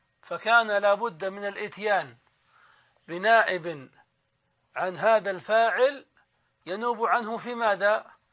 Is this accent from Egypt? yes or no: no; Saudi Arabia; نحن عندنا في السعودية نسميه العمدة